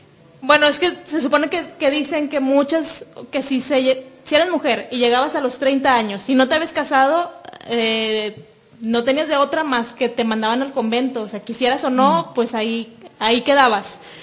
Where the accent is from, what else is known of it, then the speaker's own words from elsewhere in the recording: Monterrey, Nuevo León, Mexico; now in Guadalajara, Mexico; Yo vengo de Monterrey y allá en Monterrey también existe la leyenda urbana sobre que hay túneles.